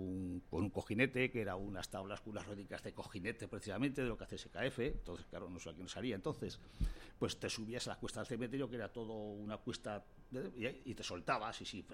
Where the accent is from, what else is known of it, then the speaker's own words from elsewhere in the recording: Tudela, Navarre, Spain; yo nací en Tudela, soy de Tudela, vivo en Tudela, pero tengo una relación total con Fontellas. Mis padres eran de Fontellas